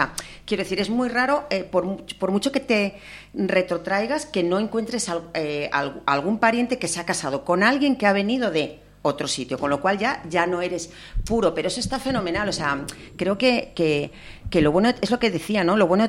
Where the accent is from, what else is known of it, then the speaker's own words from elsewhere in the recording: Asturias, Spain; yo me he sentido asturiana siempre, pero no he sentido ese arraigo de tierra, de sentirme absolutamente, porque sabía que mi familia venía de muchos sitios